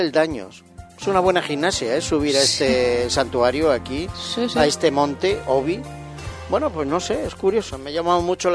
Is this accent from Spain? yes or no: yes; Spain; porque somos españoles.